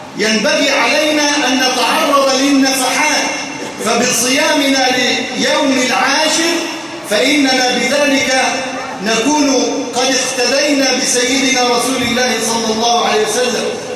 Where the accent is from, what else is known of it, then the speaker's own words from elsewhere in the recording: Egypt; اللهم إنا نسألك أن تجعل بلدنا مصر أمنا أمانا